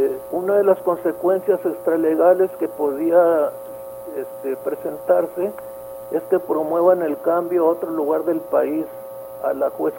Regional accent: Cajeme, Sonora, Mexico; born there; yo soy nacido en Cajeme

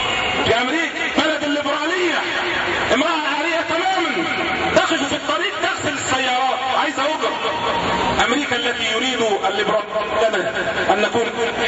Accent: Egypt; أساءوا إلينا كمصريين وأساءوا إلينا كمسلمين

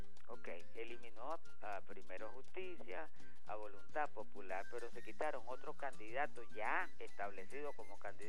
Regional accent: Venezuela; Yo lo hago como venezolano

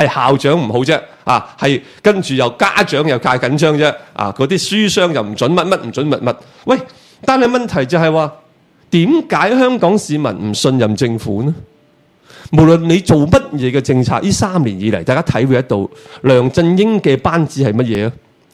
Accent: China; 即係好等於我哋大陸人成日話美國人做 show

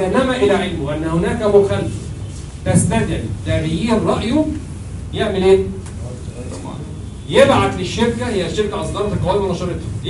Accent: Egypt; طبعا الكلام ده عندنا في مصر كل شيء واجب

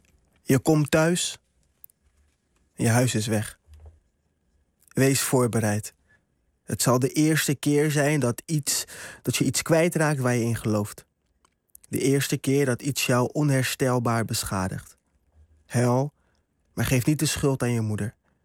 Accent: Curaçao; Ik kwam net uit Curaçao en mijn ouders zijn allebei migranten.

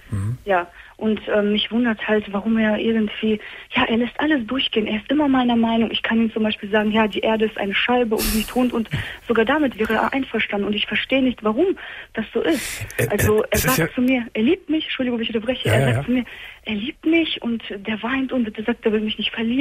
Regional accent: Poland; ich bin halt 19 Jahre alt und ich bin seit 3 Monaten mit meinem Freund zusammen. Und er ist Türke und ich bin Polin.

